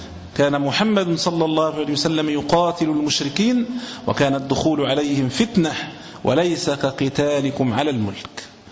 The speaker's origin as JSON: {"language": "Arabic", "country": "Egypt", "said": "مش إحنا زي عندنا في مصر كده"}